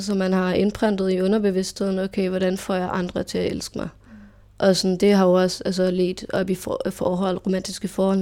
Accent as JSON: {"language": "Danish", "town": "Farum", "region": "Capital Region of Denmark", "country": "Denmark", "tie": "born or raised there", "said": "Jeg er vokset op i en i Farum. Jeg har aldrig flyttet indtil snart."}